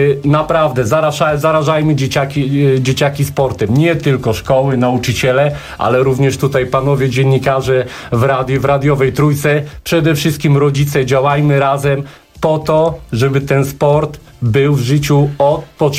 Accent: Stryków, Łódź Voivodeship, Poland; My jesteśmy tak z gminy Stryków, ze szkoły podstawowej imienia księdza Idziego Radziszewskiego w Bratoszewicach.

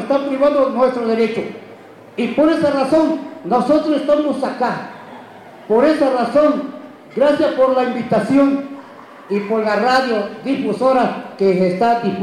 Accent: San Juan Comaltepec, Oaxaca, Mexico; first language Chinantec; Spanish is a second language; pueblos indígenas, mi lengua es chinanteco. Yo presento, mis autoridades se encuentran en este lado. Somos municipio de San Juan Comaltepec

